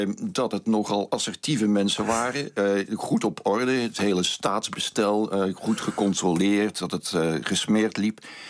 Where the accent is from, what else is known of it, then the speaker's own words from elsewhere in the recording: Belgium; En wij als Belgen zouden veel meer naar Nederland moeten kijken.